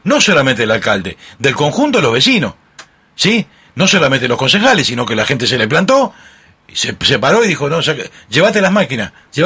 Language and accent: Spanish; Castilla-La Mancha, Spain; Yo tengo la experiencia de mi pueblo en Toledo